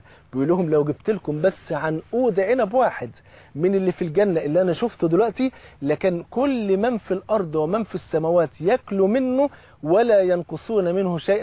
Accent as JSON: {"language": "Arabic", "country": "Egypt", "said": "الفول عندنا في مصر فرض عين"}